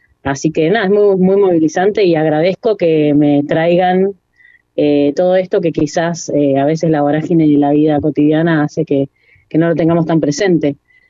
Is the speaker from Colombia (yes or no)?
no; El Bolsón, Río Negro, Argentina; born there; yo nací en el 82 y lo que he no lo viví en carne propia. Nací en el Bolsón, así que todo me llegó mucho más tarde en la vida.